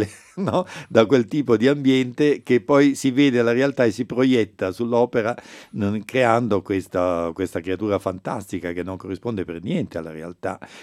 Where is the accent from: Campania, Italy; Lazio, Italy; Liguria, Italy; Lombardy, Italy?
Campania, Italy; Naples; io sono un napoletano e a Napoli il lavoro si dice faticare